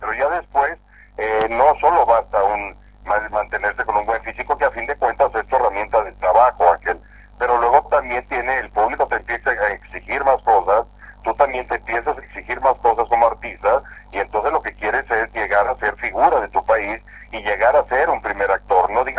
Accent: Veracruz, Mexico; moved away as an adult; yo soy del puerto de Veracruz, yo soy de costa, y me fui a la capital, al Distrito Federal, a estudiar la carrera de actuación.

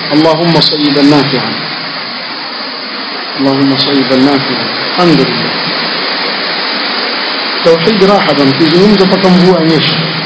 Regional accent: Hadhramaut, Yemen; kule kwetu Hadhramaut

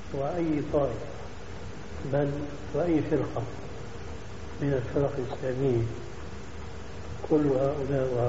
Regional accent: Syria; مدى انتشار الحزب عندنا في سوريا

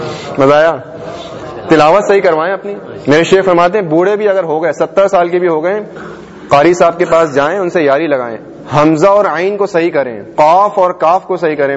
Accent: Hyderabad, Sindh, Pakistan; born there; moved away; also born or lived in Jeddah; حیدرآباد میں میرا ہزاروں کا خاندان میں حیدرآباد میں پیدا ہوا ہوں اس کے بعد پھر امی ابو جدہ چلے گئے تھے مکہ شریف لے گئے تھے مجھے

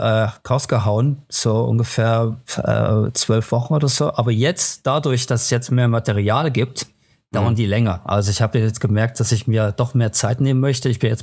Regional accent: Germany; also born or lived in United Kingdom; now in Switzerland; Würde ich gerne, aber ich bin Deutscher, so.

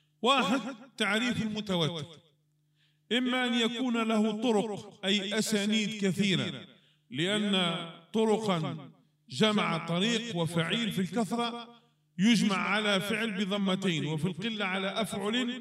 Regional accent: Morocco; واحد مات عندنا في المغرب

